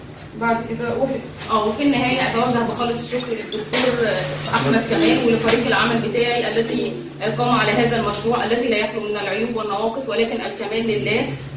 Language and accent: Arabic; Egypt; الاكتشافات اللي ظهرت عندنا في مصر